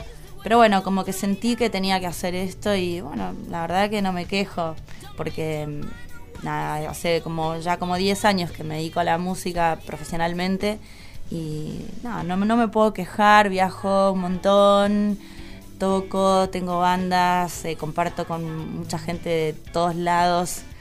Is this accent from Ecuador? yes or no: no; La Pampa, Argentina; also born or lived in Jujuy; Pero me crié en La Pampa, o sea, al toque ya de que nací, ya me vine para acá con mis flías.